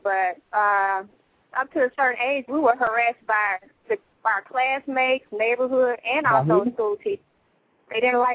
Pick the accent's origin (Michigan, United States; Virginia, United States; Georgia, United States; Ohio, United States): Georgia, United States; Atlanta; Yes, I'm from Atlanta. Yeah, right here in Atlanta, Georgia.